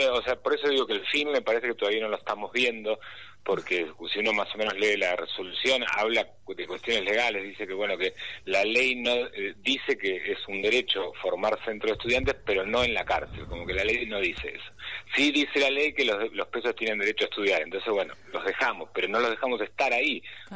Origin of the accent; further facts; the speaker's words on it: Buenos Aires, Argentina; yo hace 12 años que vivo en Devoto. No nací en Devoto, soy de San Cristóbal.